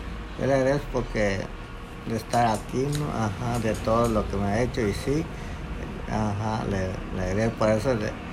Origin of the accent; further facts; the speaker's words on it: Puerto Escondido, Oaxaca, Mexico; De Puerto Escondido.